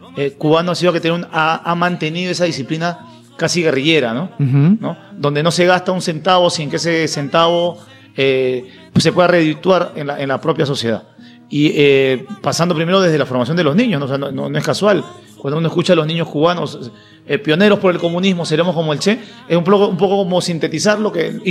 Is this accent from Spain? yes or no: no; Peru; Con enfermedades del siglo XIV, XV, en mi país, sí, Perú